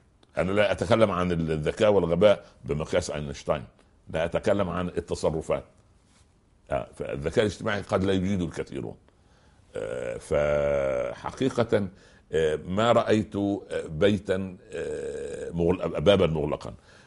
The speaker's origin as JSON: {"language": "Arabic", "town": "Tala", "region": "Minya Governorate", "country": "Egypt", "tie": "born or raised there", "said": "تابعة مركز المنيا العاصمة يعني على بعد 4 أو 5 كيلومترات وكنا نذهب إلى المدرسة الثانوية إلى مدينة المنيا بالدراجات فليس هناك طالب من أهل تلة هذه قريتي والتلة هي الشيء المرتفع"}